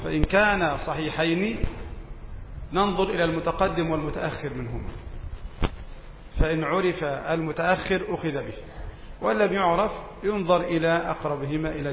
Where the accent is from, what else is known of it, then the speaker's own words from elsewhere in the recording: Egypt; يعني تقريبا من غروب الشمس إلى غياب الشفق عندنا في مصر بيأخذ حوالي ساعة ونصف